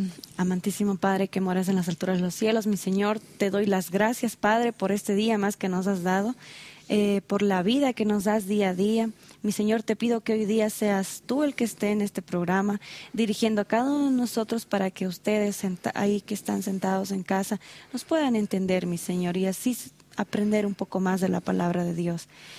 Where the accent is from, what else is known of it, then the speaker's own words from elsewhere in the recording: Santa Cruz, Bolivia; Específicamente de Santa Cruz, del departamento de Santa Cruz.